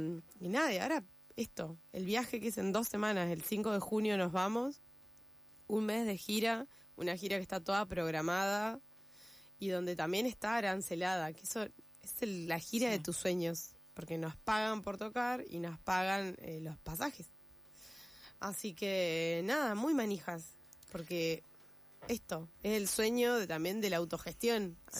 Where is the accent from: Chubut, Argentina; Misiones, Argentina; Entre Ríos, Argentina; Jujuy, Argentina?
Chubut, Argentina; Gobernador Costa; Yo vengo de Chubut, ¿no? Cuando me fui a estudiar de mi pueblo, que se llama Gobernador Costa, me fui a estudiar Esquel, la secundaria, el viejo Polimodal.